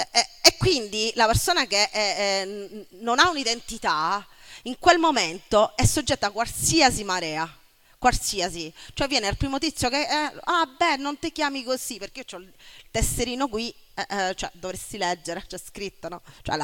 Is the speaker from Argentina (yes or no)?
yes; Argentina; now in Italy; posso esistere nel mio paese di origine, l'Argentina